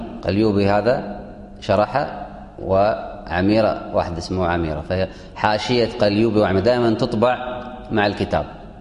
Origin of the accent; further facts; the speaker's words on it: Kuwait; وأظن في المعهد الديني عندنا في الكويت يدرس الفقه